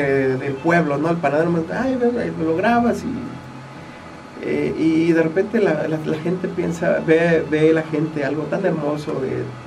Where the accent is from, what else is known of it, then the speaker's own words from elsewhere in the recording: Jiutepec, Morelos, Mexico; yo soy de aquí de Jutepec